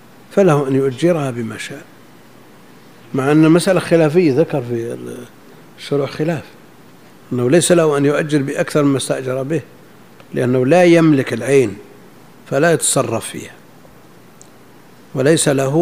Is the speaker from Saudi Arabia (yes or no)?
yes; Najd, Saudi Arabia; مثل هذا كان موجود عندنا في نجد